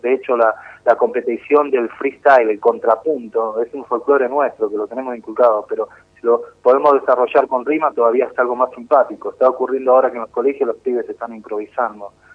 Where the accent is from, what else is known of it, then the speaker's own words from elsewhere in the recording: Moreno, Buenos Aires Province, Argentina; Significa mucho porque yo soy de Moreno, primero que nada. Sé muy bien las necesidades de nuestros chicos en nuestros barrios, porque yo vengo de ahí